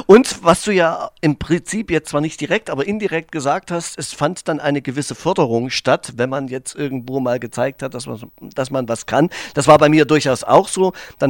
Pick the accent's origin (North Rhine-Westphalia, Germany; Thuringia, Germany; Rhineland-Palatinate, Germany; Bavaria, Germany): Thuringia, Germany; Erfurt; Ich komme ja aus Erfurt, ja.